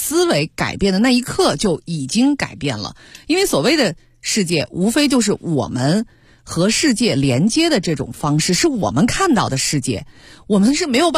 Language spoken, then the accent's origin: Chinese; Beijing, China; 我想我一个从小在北京出生长大的一个孩子啊，小的时候就是个北京孩子，